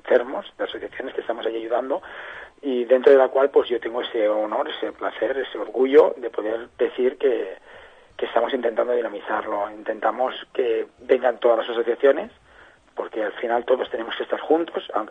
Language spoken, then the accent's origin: Spanish; Catalonia, Spain; a mí me dicen que es que somos catalanes.